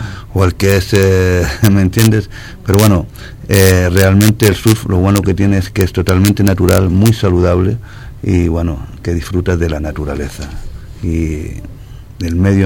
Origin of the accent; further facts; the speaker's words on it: Canary Islands, Spain; en mi tierra hay una derecha que mucha gente la considera la mejor derecha de Europa.